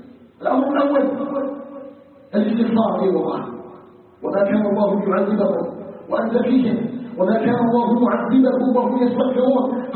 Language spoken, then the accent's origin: Arabic; Algeria; أن يجعل بلدنا الجزائر بلدا طيبا مباركا